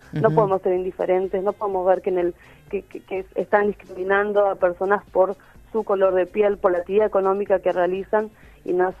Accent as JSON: {"language": "Spanish", "country": "Paraguay", "said": "Yo soy de Paraguay."}